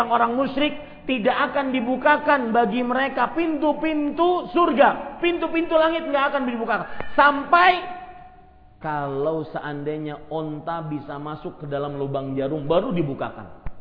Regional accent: Banjarmasin, South Kalimantan, Indonesia; kalau di kota saya di Banjarmasin itu, ya, ada namanya raja-raja.

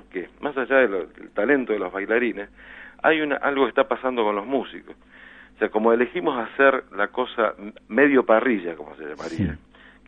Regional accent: Argentina; moved away as an adult; Después yo, a los 22 años, me fui de Argentina, empecé a ser músico ambulante, lejos del país.

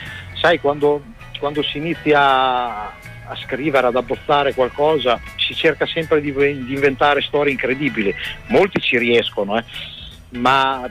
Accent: Bologna, Emilia-Romagna, Italy; Bologna è la mia città natale, quindi è molto importante per me.

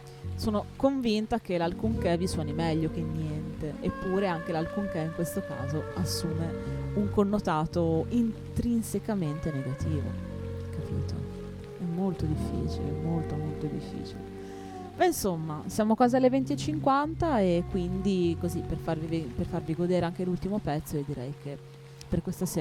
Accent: Emilia-Romagna, Italy; per me da Emiliano

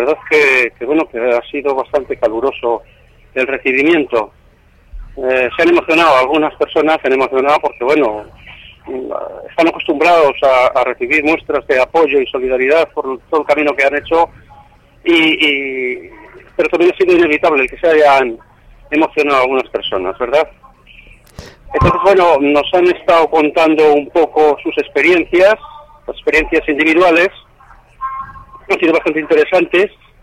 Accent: Valladolid, Castile and León, Spain; Sí, soy de aquí, de Valladolid.

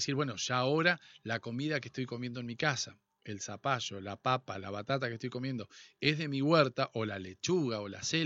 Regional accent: Argentina; Pero también nosotros somos argentinos y sabemos reinventarnos.

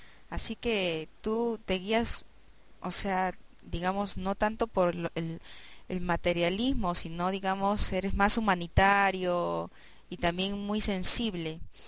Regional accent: Peru; yo conozco, yo soy peruana y me interesa precisamente

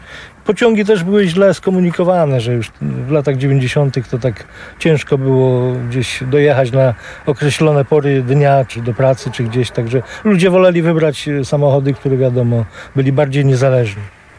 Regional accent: Męcina, Lesser Poland, Poland; Stąd pochodzę z Męciny, mój ojciec pracował na tej stacji i ja bywałem od dziecka, jak takie małe dziecko.

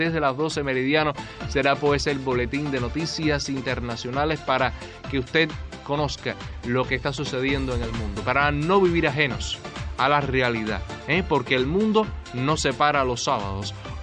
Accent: Cuba; Somos cubanos, pero también somos latinos.

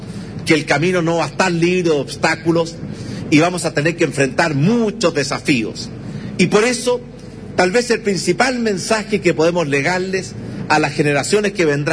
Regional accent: Chile; y tenemos también como chilenos prepararnos para que esa transición

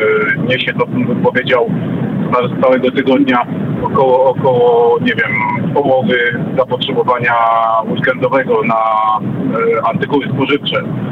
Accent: Radom, Masovian Voivodeship, Poland; Wprawdzie pochodzę z Radomia, ale jestem kierowcą auta ciężarowego międzynarodowym.

